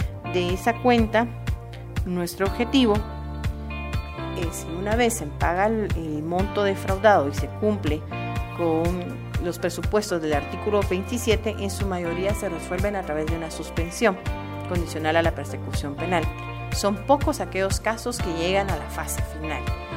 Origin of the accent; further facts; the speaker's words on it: Guatemala; de nuestro bienestar como ciudadanos guatemaltecos